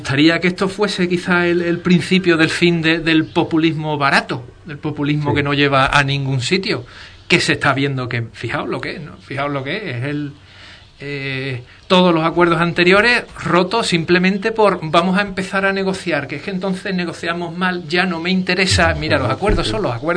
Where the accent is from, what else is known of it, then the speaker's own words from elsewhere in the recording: Spain; entendemos que como ciudadanos españoles no nos interesa demasiado ahora